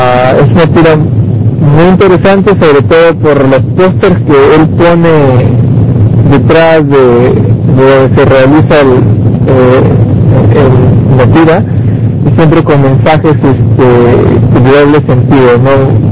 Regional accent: Peru; a pesar de que soy peruano, tengo una afición por el tequila

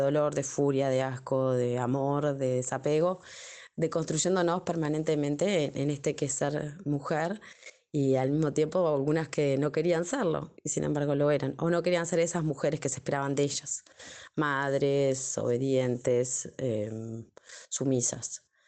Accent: Uruguay; soy uruguaya, licenciada en educación y hace unos 11 años que me encuentro militando en distintos grupos feministas, colectivas feministas acá en Uruguay.

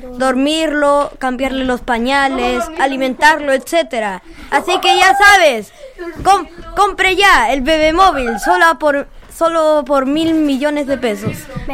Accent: Valparaíso, Chile; Y somos sí, de Valparaíso y nos pueden escuchar en el mundo entero.

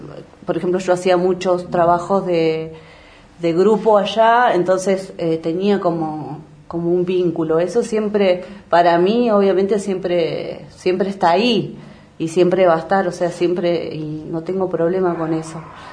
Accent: Bariloche, Río Negro, Argentina; Soy de acá de Bariloche. Estudié el primario, lo hice en la escuela 320, el secundario en el SEM 33.

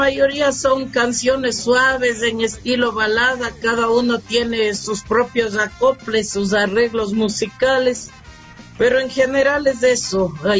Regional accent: Ecuador; música ecuatoriana y artistas ecuatorianos somos todos los que estamos realizando producción artística en este hermoso territorio y en nuestro lindo Ecuador

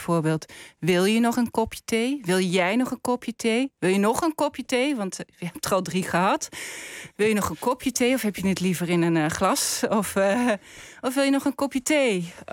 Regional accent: Maastricht, Limburg, Netherlands; Ik kom zelf uit Maastricht. En dat betekent niet dat ik nooit door mag laten klinken dat ik daar vandaan kom.

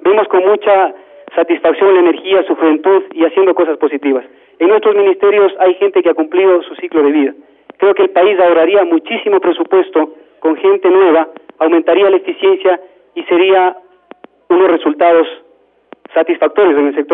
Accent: Salinas, Bolívar, Ecuador; en la provincia de Bolívar que en los 6 años que llevo de dirigente de mi pueblo, porque soy salinero

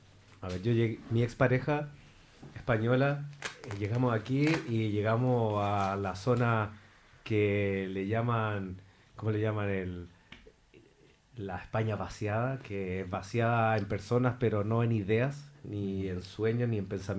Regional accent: Valparaíso, Chile; now in Spain; Nosotros somos chilenos, los tres somos amigos de Valparaíso, una región que acaba de ser afectada por un gran incendio.

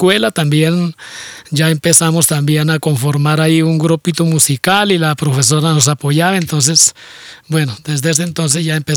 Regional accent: Gambita, Santander, Colombia; más posibilidad de lo que no tenía allá en mi pueblo, en Gambita, porque allá lo que no tenía eran los instrumentos.

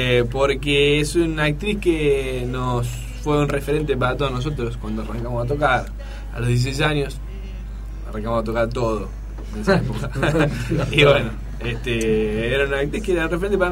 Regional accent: Temperley, Buenos Aires Province, Argentina; Sí, yo soy de Temperley

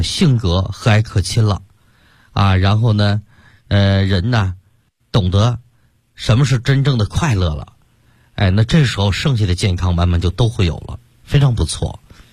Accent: Sichuan, China; 包括现在我们四川人爱吃这个辣的

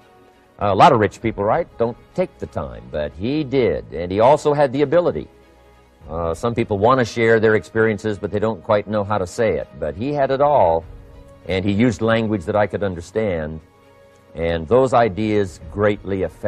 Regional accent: Idaho, United States; born or raised there

